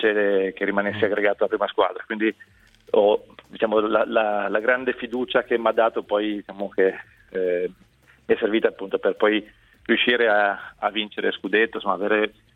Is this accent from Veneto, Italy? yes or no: no; Genoa, Liguria, Italy; sono un genovese cresciuto nella Sampdoria